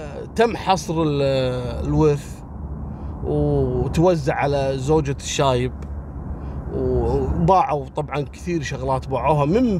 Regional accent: Kuwait; احنا عندنا في الكويت هني الله يرحمه شايب صار عليه بحث لمدة أيام

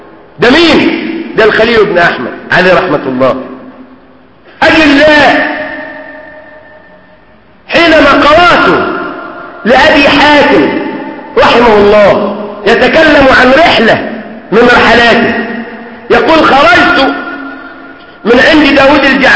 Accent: Egypt; اللي احنا بنسميها كمصريين اتكرع يعني

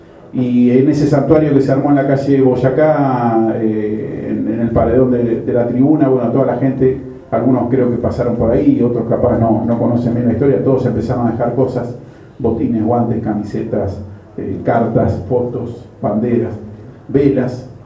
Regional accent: Buenos Aires, Argentina; Yo soy nacido en La Paternal, nací en el año 73, mis viejos eran hinchas argentinos

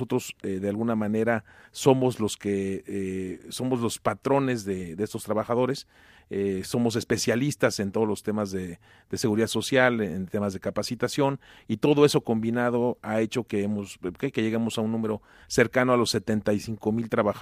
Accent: Mexico; Mucha gente va a decir, ¿suena mexicano? Pues sí, suena mexicano, por soy mexicano.

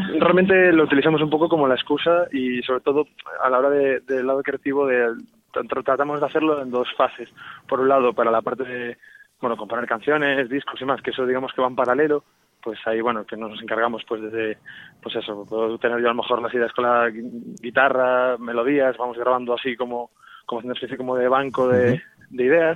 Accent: Vigo, Galicia, Spain; los 4 en este caso somos todos de Vigo

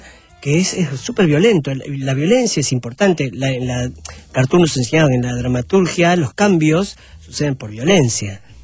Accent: Argentina; La Argentina, porque soy un actor argentino, sí. Nacido acá. La española, que es la que heredo del bululú de José María Vilches. Uh-huh. Y la boliviana, que es la que heredo de mis viejos.

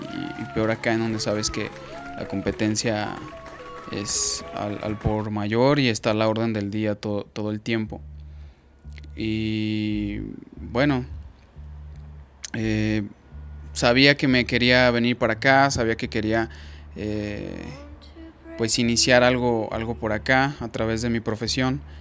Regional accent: Aguascalientes, Mexico; Yo soy originario de Aguascalientes. Ahí viví toda la mayor parte de mi vida. Y pues bueno, también ahí es en donde me formé como actor, como profesional.

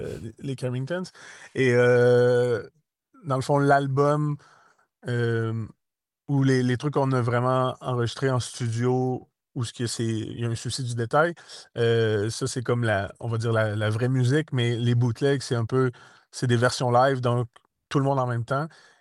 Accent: Quebec, Canada; vous êtes conscient qu'on vient du Québec, donc il y a quand même un 6 000 km

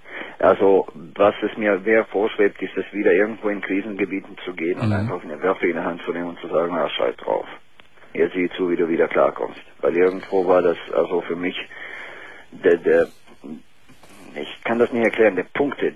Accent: Bosnia & Herzegovina; German is a second language; Aus Bosnien.

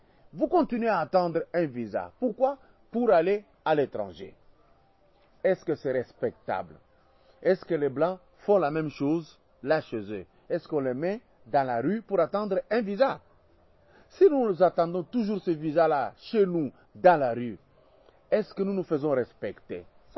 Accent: DR Congo; je suis Congolais. Je suis de la RDC.

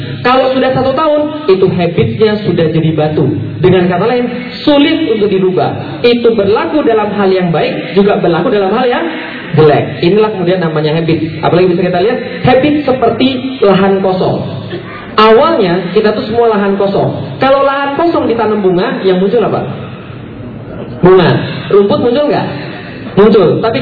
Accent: Palembang, South Sumatra, Indonesia; moved away; also born or lived in Jakarta / Bogor; saya aslinya Palembang, pindah ke Jakarta. Dari Jakarta suruh kuliah ke Bogor.

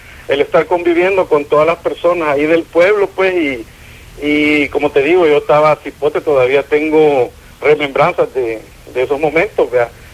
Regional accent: San Salvador, El Salvador; cuando yo soy de San Salvador, pues, pero me tocaba visitar los pueblos de mis padres

